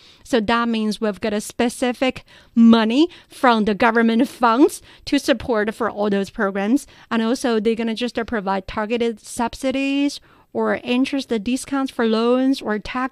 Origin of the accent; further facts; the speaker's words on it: Dazhou, Sichuan, China; English is a second language; I still remember, you know, for my hometown, Dazhou in Sichuan province, actually we've got an over 1,000-year-old custom.